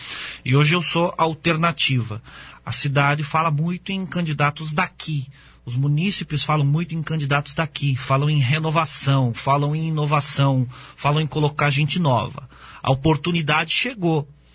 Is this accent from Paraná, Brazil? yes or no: yes; Foz do Iguaçu, Paraná, Brazil; por Foz do Iguaçu, né? Pela terra onde eu nasci, fui criado e vivo até hoje e pretendo continuar